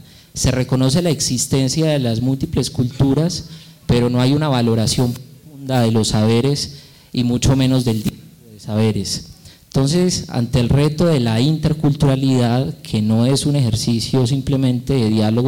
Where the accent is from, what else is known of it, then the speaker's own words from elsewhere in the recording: Risaralda, Colombia; yo soy del departamento de Risaralda.